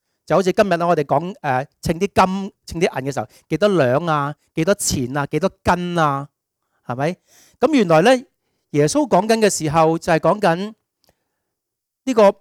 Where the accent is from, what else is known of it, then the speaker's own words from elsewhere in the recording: Hong Kong; 我哋香港人對待啲外佣一樣